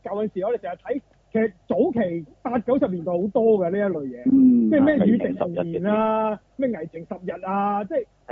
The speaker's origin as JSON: {"language": "Cantonese", "country": "China", "said": "類似我哋中國人栽生嗰啲籠"}